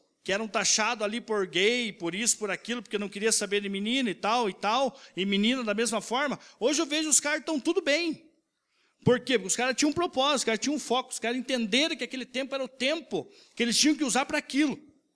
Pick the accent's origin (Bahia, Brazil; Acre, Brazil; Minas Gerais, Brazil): Acre, Brazil; Rio Branco; deu uma enchente lá na minha cidade, em Rio Branco. Inundou tudo lá.